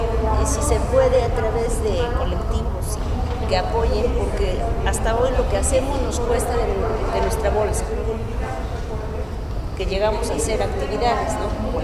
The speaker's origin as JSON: {"language": "Spanish", "region": "Puebla", "country": "Mexico", "said": "Por ejemplo, yo soy de Puebla. Puebla es un estado..."}